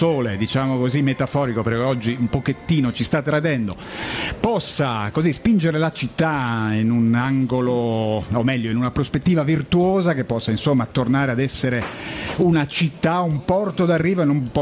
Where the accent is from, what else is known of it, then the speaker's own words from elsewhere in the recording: Genoa, Liguria, Italy; E così, da genovese, l'auspicio è che l'abbrivio